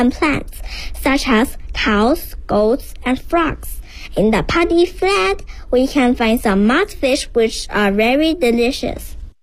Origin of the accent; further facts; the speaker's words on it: Hunan, China; English is a second language; My hometown is a small village in Hunan province. It stands near a big lake at the foot of high mountains, and is surrounded by clean waters and green mountains.